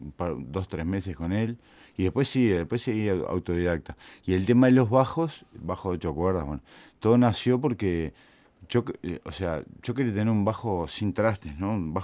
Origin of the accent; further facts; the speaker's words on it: Rivera, Uruguay; also born or lived in Montevideo; Yo nací en Bellavista, o sea, ahí, Plaza Cuba, a García y Boulevard Artigas. Pero en realidad viví 15 años en Rivera.